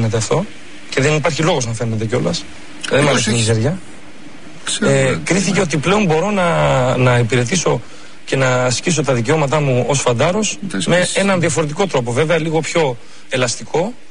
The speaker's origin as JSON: {"language": "Greek", "town": "Thessaloniki", "region": "Central Macedonia", "country": "Greece", "said": "Εγώ είμαι από Θεσσαλονίκη"}